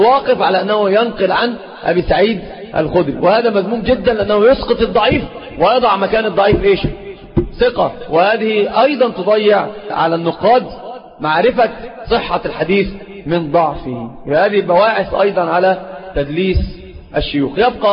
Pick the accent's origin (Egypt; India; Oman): Egypt; سيب بورسعيد دي في القاهرة يعني عندنا في مصر